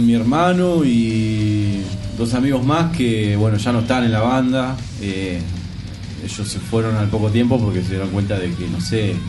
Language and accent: Spanish; José C. Paz, Buenos Aires Province, Argentina; Nosotros somos de José C. Paz.